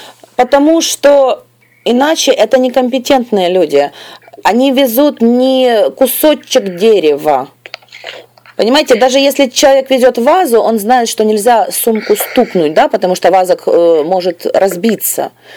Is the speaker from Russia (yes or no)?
no; Ukraine; я ей написала, что здравствуйте, я из Украины.